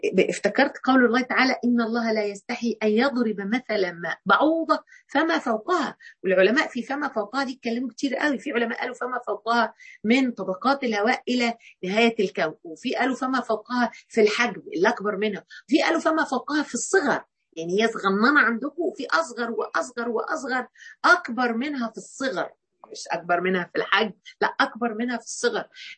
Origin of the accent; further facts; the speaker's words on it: Mansoura, Dakahlia, Egypt; يعني احنا عندنا هنا في المنصوره النيل يعني، لكن الحقيقه انا كان ليا تعلق في طفولتي باسكندريه